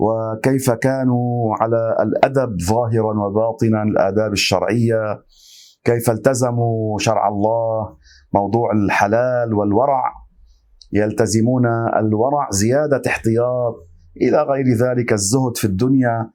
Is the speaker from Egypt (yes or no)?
no; Lebanon; هكذا معروفة عندنا في لبنان،